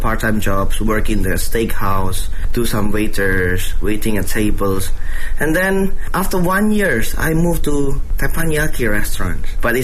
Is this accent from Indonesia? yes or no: yes; Indonesia; born there; English is a second language